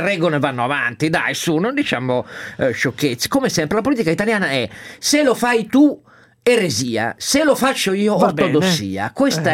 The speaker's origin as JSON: {"language": "Italian", "region": "Piedmont", "country": "Italy", "said": "quindi lo dico da piemontese"}